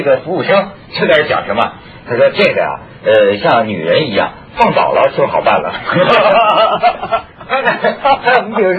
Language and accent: Chinese; Shenzhen, Guangdong, China; 我作为深圳人，我也看到好多深圳的人在聊这个问题。